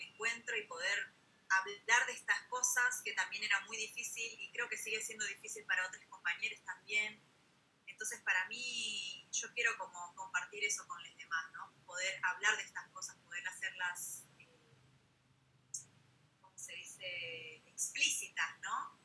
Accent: Argentina; Como que no soy totalmente argentina, porque bueno, no tengo los supuestos rasgos que debería tener, ¿no? Porque claro, vos me prendes la tele y todas las publicidades que salen de Argentina son todas personas blancas

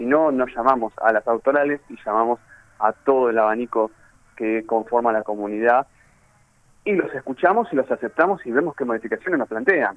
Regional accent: Avellaneda, Buenos Aires Province, Argentina; yo soy oriundo de Avellaneda

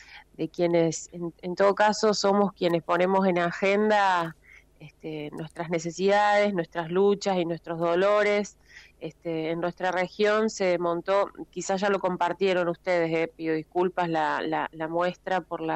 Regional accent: Río Cuarto, Córdoba, Argentina; yo soy de Río Cuarto también

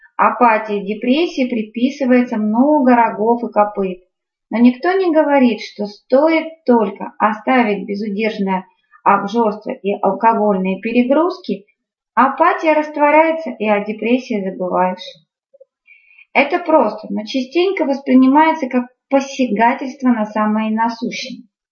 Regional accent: Krasnoyarsk, Krasnoyarsk Krai, Russia; now in Moscow, Russia; Я приехала из Красноярска, в Москве только 3 года.

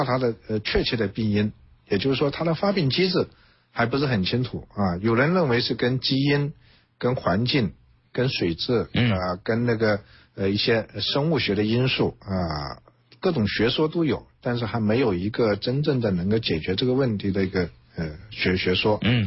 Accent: China; 那我们中国人口众多，目前也慢慢进入老年化社会了

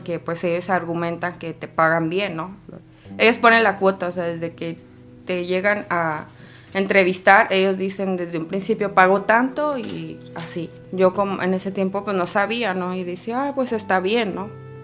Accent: Puebla, Mexico; moved away as an adult; now in Tijuana, Mexico; tengo 29 años, soy originaria de Puebla, Puebla. Tengo 3 hijos y llegué a vivir a Tijuana en el año 2015.

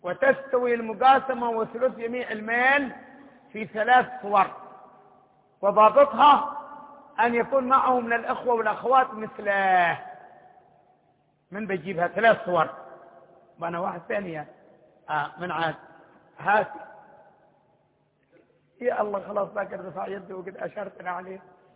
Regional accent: Hadhramaut, Yemen; إحنا من حضرموت، حضرموت كمان خبامة الشمس قدها حق العشي

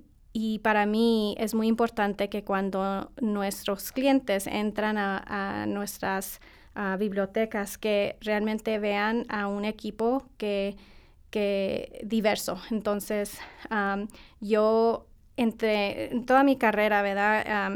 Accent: El Paso, Texas, United States; yo originalmente soy tejana. nací en El Paso, Texas. Mi familia es de Chihuahua, así que mi mamá y mis abuelitos, yo crecí yendo a Chihuahua en los veranos con mi abuelita y mi abuelito

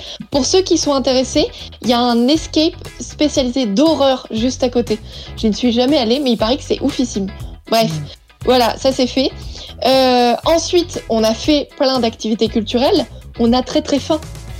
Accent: Centre-Val de Loire, France; Rien à voir avec nos châteaux de chez nous, en Touraine

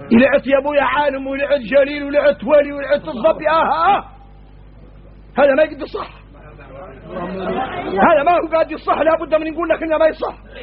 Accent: Mauritania; احنا موريتاني بينا شدة تجهل الواحد منا

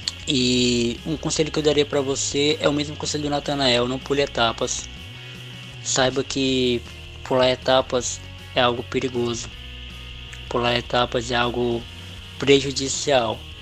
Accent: Acre, Brazil; Eu e a Mauriane somos do Acre

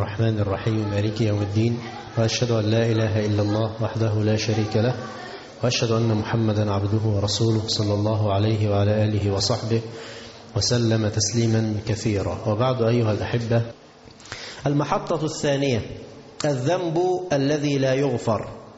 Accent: Tanta, Gharbia, Egypt; عندنا في مصر في طنطا

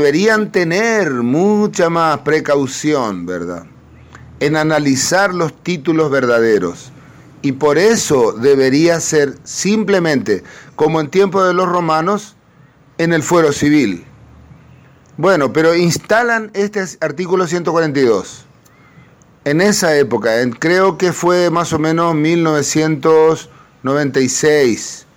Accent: Paraguay; soy un cantautor paraguayo.

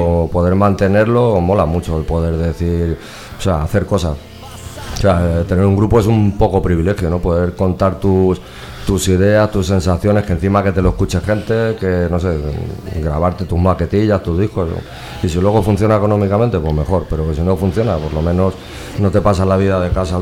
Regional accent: Valencia, Valencian Community, Spain; Yo soy de Benicalap

